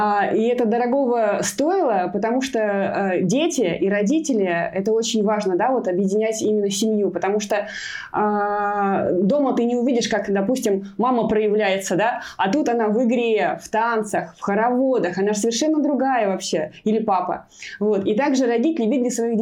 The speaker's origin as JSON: {"language": "Russian", "town": "Maloyaroslavets", "region": "Kaluga Oblast", "country": "Russia", "tie": "born or raised there", "said": "хороводы пришли в мой родной город, я из города Малоярославца, это Калужская область"}